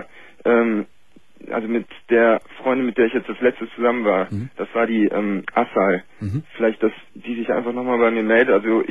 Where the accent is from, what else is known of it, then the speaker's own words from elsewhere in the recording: Cologne, North Rhine-Westphalia, Germany; also ich komme aus Köln, das kann ich ja sagen.